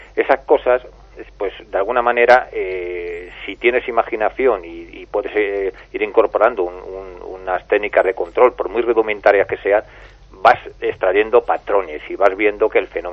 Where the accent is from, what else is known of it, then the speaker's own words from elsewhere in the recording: Toledo, Castilla-La Mancha, Spain; Era un antiguo caserón que estaba cerca de la Plaza de Toros de Toledo.